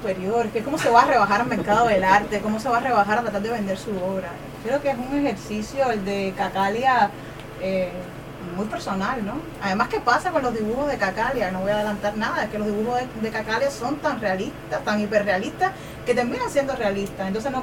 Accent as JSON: {"language": "Spanish", "country": "Cuba", "said": "de Cuba. Los zoológicos son lugares deprimentes, yo creo que en todos los lugares del mundo, pero en mi país son especialmente deprimentes"}